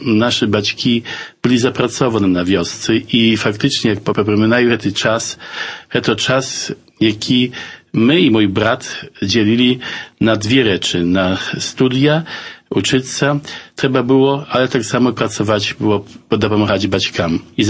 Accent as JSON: {"language": "Ukrainian", "town": "Aleksicze", "region": "Podlaskie Voivodeship", "country": "Poland", "tie": "born or raised there", "also_born_or_lived": "Białystok", "said": "Народився я в Білостоку, хоча дитинство провів у вісці Олексійчі побач Забудова. Там жили мої батьки, там я окончив початкову школу в Олексійчах і пазній тільки поїхав у Білосток і там почав науку у технічному ліцеї."}